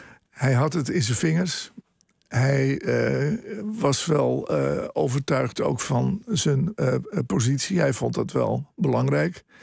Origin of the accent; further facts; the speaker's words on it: Westernieland, Groningen, Netherlands; born there; En dat ligt op 15 kilometer van Westernieland, waar ik geboren ben.